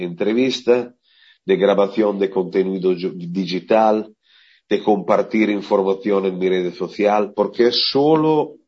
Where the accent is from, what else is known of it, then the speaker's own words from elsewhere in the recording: Italy; Spanish is a second language; que soy músico de Italia